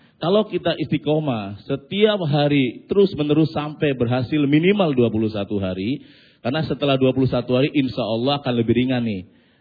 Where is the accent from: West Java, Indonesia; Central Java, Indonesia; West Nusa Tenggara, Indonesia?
Central Java, Indonesia; Losari; kampung saya itu perbatasan Cirebon Brebes, jadi lebih ke Losari Brebes.